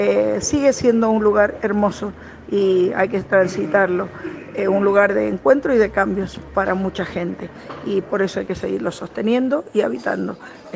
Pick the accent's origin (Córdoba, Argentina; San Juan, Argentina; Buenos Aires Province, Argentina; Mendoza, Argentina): Mendoza, Argentina; de Mendoza. Estoy acá en Jujuy, terminando ya el encuentro